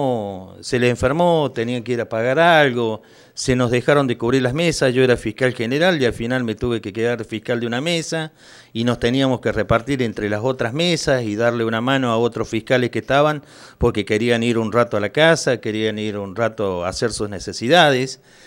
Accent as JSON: {"language": "Spanish", "region": "Córdoba", "country": "Argentina", "said": "como todo cordobés somos así, le sacamos una numerada a la situación."}